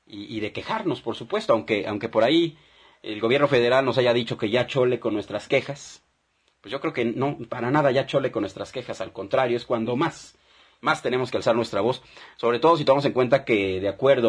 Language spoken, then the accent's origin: Spanish; Mexico; como pueblo mexicano, como ciudadanos, tendríamos que alzar la voz